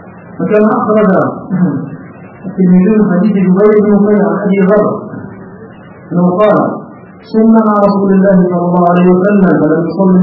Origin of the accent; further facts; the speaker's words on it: Egypt; هذا مشهور عندنا في مصر